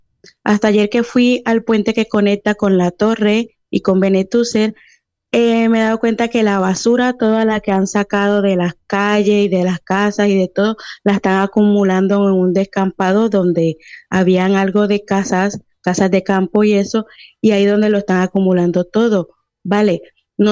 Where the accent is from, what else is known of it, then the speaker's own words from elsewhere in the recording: Colombia; also born or lived in Venezuela; Yo soy de Colombia, bueno, colombo-venezolana. Sí. Soy nacida en Venezuela y nacionalizada en Colombia, pues bueno, pertenezco a las dos nacionalidades.